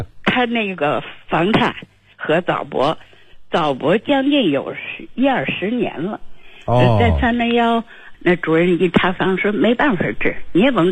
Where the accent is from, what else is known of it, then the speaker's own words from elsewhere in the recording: Beijing, China; 我是北京的